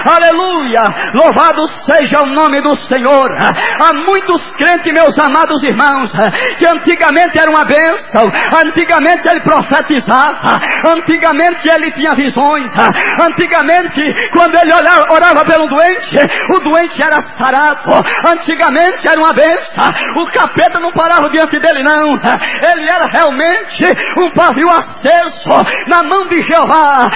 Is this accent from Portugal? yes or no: no; Ceará, Brazil; eu sou de uma região lá do Nordeste e sei muito bem o que é um pavio, porque eu sou da roça lá do Nordeste do Ceará e morava lá no meio da roça. E lá não tem energia elétrica não, viu? Era na base da lamparina.